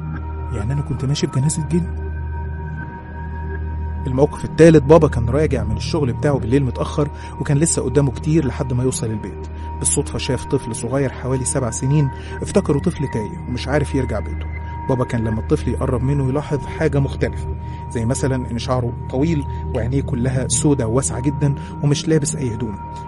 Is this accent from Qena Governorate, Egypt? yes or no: yes; Qena Governorate, Egypt; احنا أصلا من الصعيد من محافظة قنا